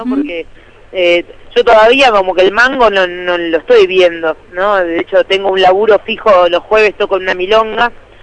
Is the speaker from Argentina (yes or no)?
yes; Remedios de Escalada, Buenos Aires Province, Argentina; also born or lived in Lanús / Palermo / Belgrano; Nací en Lanús. ¿Qué? A partir de Lanús me crié en Remedios de Escalada.